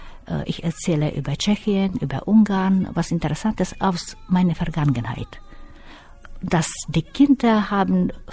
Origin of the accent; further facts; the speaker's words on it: Zakarpattia Oblast, Ukraine; born there; German is a second language; Ich bin geboren im Transkarpatischen Gebiet und das ist eine Fünfländerecke. Das Gebiet, wo ich geboren bin, hat slowakische Grenze, ungarische Grenze, rumänische, ein bisschen polnische und gehört zu der Ukraine.